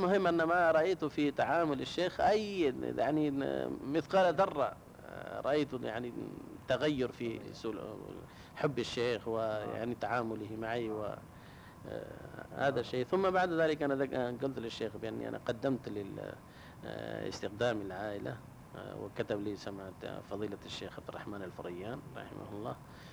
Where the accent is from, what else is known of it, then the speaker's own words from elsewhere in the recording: India; Arabic is a second language; هذا موجود إلا عندنا في الهند يعني